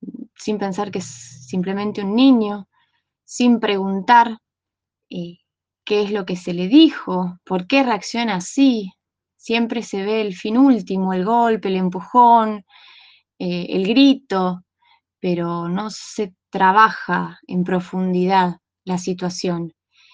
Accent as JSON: {"language": "Spanish", "town": "Las Lajas", "region": "Neuquén", "country": "Argentina", "said": "de Las Lajas, provincia de Neuquén."}